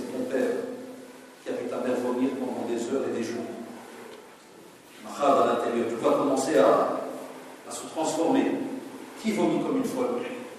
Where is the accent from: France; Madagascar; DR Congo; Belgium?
Belgium; Chez moi, en Belgique, c'est une autre loi que chez vous.